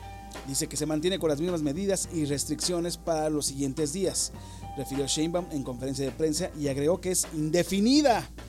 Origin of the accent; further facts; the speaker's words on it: Mexico; a ver si como buenos mexicanos, aguantar, carnal.